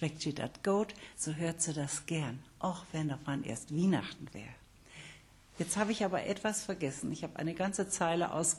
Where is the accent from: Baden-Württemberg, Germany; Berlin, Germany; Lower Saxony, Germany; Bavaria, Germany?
Lower Saxony, Germany; Cloppenburg; Aber geboren bin ich in Kloppenburg und da bin ich auch in die Schule gegangen. Und da sprach man doch sehr oft noch Plattdeutsch.